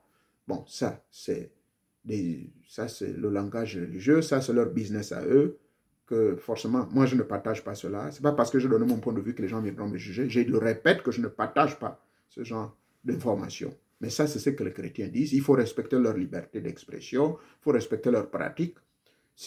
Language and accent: French; Gabon; chez moi au Gabon